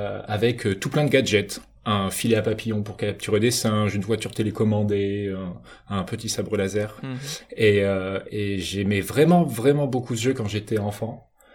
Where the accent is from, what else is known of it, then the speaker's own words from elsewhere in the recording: Angoulême, Nouvelle-Aquitaine, France; je viens d'Angoulême.